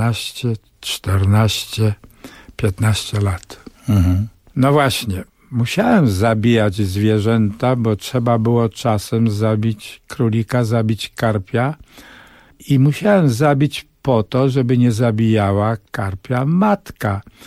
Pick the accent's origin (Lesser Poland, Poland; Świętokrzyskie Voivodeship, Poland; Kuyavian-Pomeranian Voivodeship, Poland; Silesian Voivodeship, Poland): Lesser Poland, Poland; Bogucice; moje dzieciństwo w tym krajobrazie, Bogucice, to jest Podkarpacie, przecudny pejzaż pagórkowaty pod Wieliczką